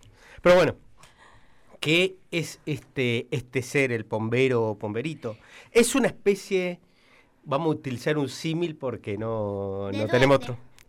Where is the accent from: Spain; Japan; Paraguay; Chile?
Paraguay; Asunción; accent: Asunción Guarani; lo digo con mi acento del guaraní de Asunción